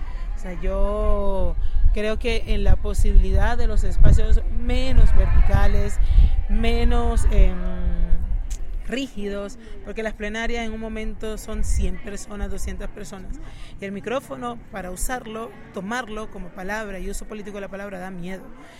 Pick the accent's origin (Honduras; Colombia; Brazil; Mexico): Colombia; Cartagena, Bolívar; Soy de Cartagena, soy caribeña. Soy una mujer migrante, lesbiana, feminista, antirracista